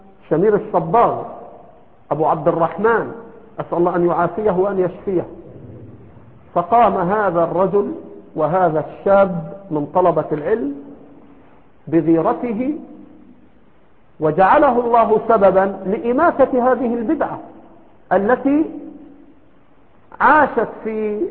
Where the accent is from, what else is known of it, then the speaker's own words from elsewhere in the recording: Egypt; إما أنه هنا عندنا في مصر إما أنه يجهل تلك الأصول